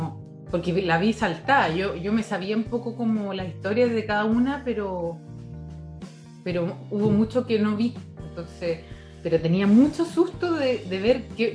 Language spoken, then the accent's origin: Spanish; Puerto Varas, Los Lagos, Chile; yo de niña tuve cable, porque en Puerto Varas, si no tenías cable no podías ver tele.